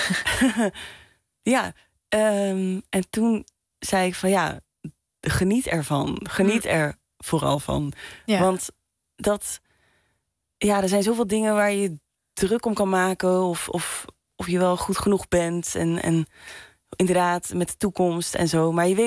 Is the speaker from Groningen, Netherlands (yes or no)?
no; Limburg, Netherlands; Ik kom uit Limburg, dus dan, 5 jaar eerder stond ik daar voor het eerst kijken naar bandjes.